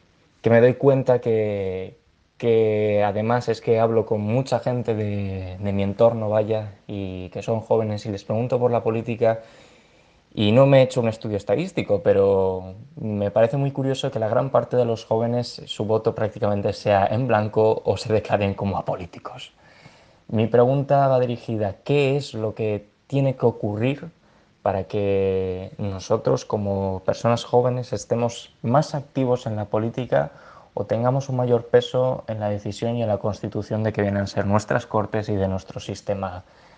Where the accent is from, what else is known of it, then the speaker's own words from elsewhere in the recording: Spain; Yo, como español, miro con cierta preocupación lo que me va a deparar el mañana.